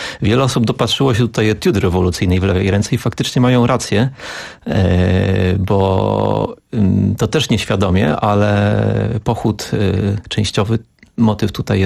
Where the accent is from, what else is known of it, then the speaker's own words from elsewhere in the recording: Łódź, Łódź Voivodeship, Poland; bo ja pochodzę z Łodzi.